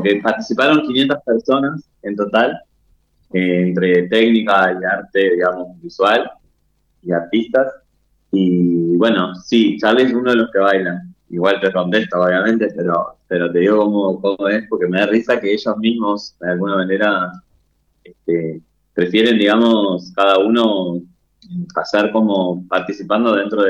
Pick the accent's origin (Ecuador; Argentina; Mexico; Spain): Argentina; Buenos Aires; now in Entre Ríos, Argentina; Mi tonada acá en Entre Ríos, todavía camino y soy porteño, o sea, totalmente, así que la llevo mi tonada a todos lados.